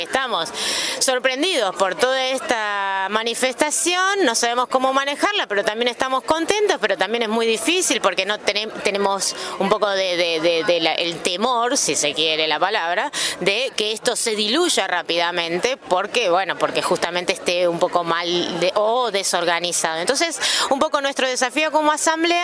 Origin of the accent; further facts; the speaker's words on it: San Rafael, Mendoza, Argentina; Yo soy de San Rafael, es una ciudad donde la gente no se moviliza mucho